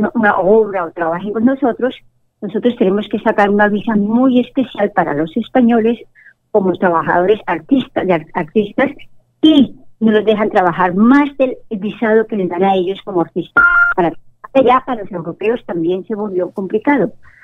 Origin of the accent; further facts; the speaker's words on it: Colombia; yo lo digo como una amiga, como una colombiana